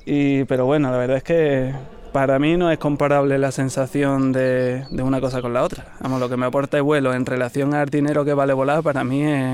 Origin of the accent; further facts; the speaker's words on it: Ronda, Andalusia, Spain; De Ronda, yo soy rondeño.